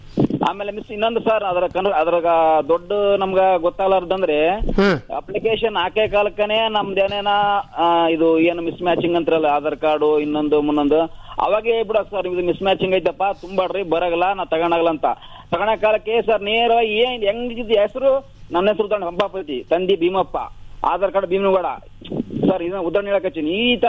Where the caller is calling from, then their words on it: Udbal, Karnataka, India; ನಮ್ಮ ಉದ್ಬಳ ಪಂಚಾಯತ್ ಆಗ್ತೀವಿ ಬರುತ್ತೆ ನಮ್ಮೂರು. ಉದ್ಬಳ ಪಂಚಾಯತ್ಗೆ ಅಂದ್ರೆ ನಮ್ಮ ಉಳ್ಳೂರು ಹೋಬಳಿಗೆ